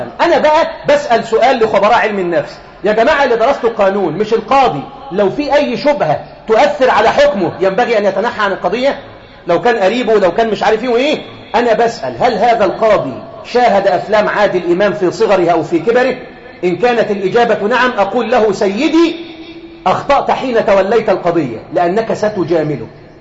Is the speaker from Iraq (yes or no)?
no; Egypt; واحنا بنحب احنا كشعب مصري بنقلة في الضحك